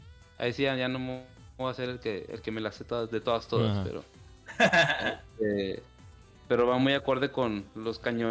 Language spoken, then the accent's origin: Spanish; Zacatecas, Mexico; como saben, en mi terruño de Zacatecas